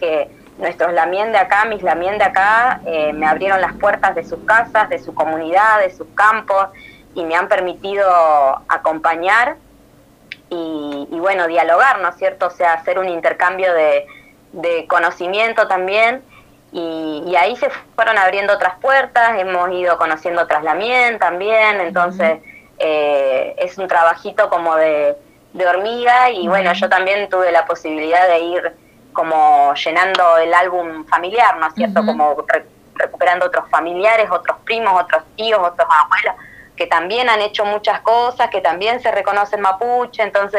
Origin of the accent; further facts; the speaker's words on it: La Pampa, Argentina; moved away as an adult; Yo soy de La Pampa, estudié allá, milité mucho allá en el feminismo, en la universidad